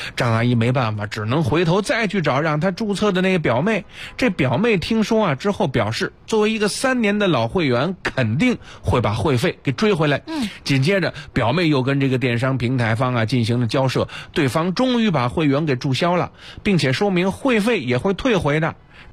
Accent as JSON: {"language": "Chinese", "region": "Beijing", "country": "China", "said": "这就是咱们北京人说隔辈人啊"}